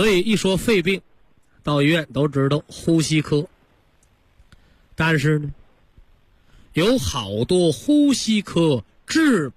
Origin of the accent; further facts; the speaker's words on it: China; 就像这个我们中国人呐，这个礼仪之邦啊，文化之邦啊